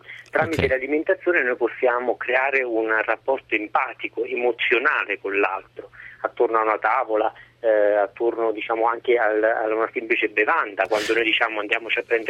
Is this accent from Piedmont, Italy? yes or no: no; Sora, Lazio, Italy; vicino Cassino, a Sora, la mia città natale.